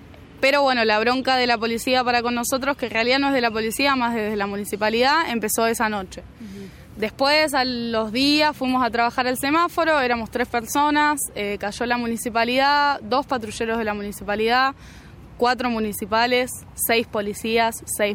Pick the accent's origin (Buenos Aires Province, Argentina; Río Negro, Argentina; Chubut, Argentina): Buenos Aires Province, Argentina; Mar del Plata; now in Carlos Paz, Argentina; tengo 21 años, yo nací en Mar del Plata y hace 2 meses que estoy acá en Carlos Paz.